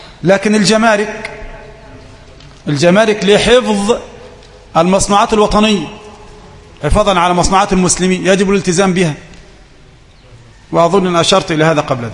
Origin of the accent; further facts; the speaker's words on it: Egypt; ممكن عندنا في مصر مثلا يعني نعمل اصطلاح إذا كانت خضراء نقف وزرقاء نمشي؟